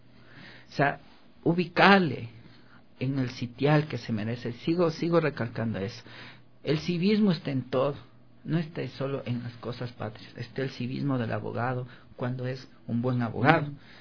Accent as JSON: {"language": "Spanish", "country": "Ecuador", "said": "qué es lo que nosotros debemos hacer como ecuatorianos?"}